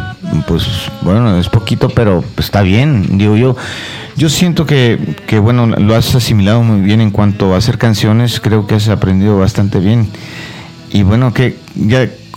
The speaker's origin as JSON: {"language": "Spanish", "region": "Tamaulipas", "country": "Mexico", "said": "arriba Tamaulipas, altiva y heroica, diría pues todos la gente de mi tierra."}